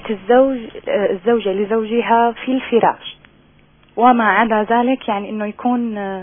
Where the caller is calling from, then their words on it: Damascus, Damascus Governorate, Syria; من الشام عم بحكي.